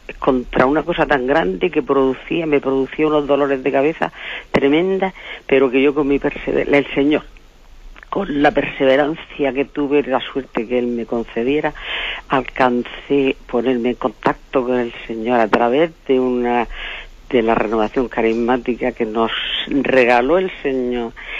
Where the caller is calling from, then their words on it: Murcia, Region of Murcia, Spain; de Murcia